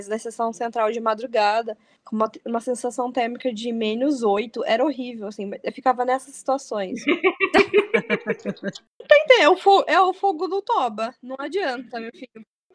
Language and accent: Portuguese; Brazil; moved away; eu vim do Brasil com uma camisa de manga longa, e quando eu cheguei aqui tava a mesma temperatura